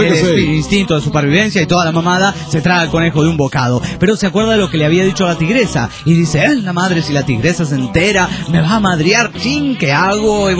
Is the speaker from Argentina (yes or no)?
yes; Catamarca, Argentina; soy de Catamarca, Argentina.